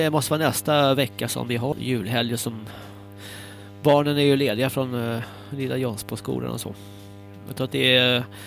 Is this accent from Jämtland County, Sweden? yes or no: no; Stockholm, Stockholm County, Sweden; also born or lived in Hägersten / Almunge; jag kommer från Södermalm. Jag kan inte minnas några bilbränder alls på Södermalm. Jag bodde i Hägersten, Midsommarkransen, från 83